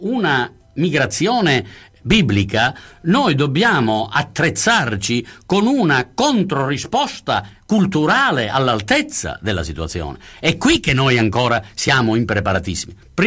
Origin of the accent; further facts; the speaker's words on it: Sicily, Italy; come è stato per me che sono siciliano